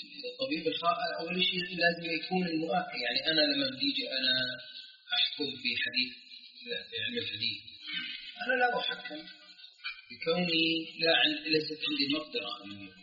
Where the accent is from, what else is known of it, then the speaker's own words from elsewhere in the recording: Jordan; قانون الطب عندنا في الاردن ما يمنع